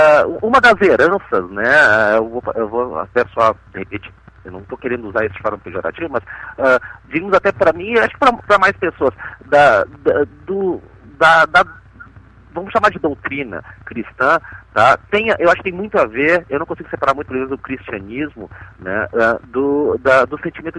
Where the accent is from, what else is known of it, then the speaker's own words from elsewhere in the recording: Brazil; Até porque eu como bom brasileiro, me autodeprecio.